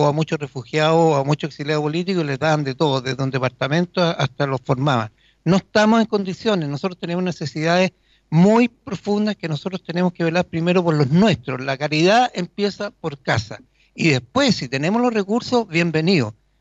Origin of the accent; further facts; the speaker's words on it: Chile; Nosotros como chilenos responsables no podemos abrir nuestras fronteras y que entre cualquiera.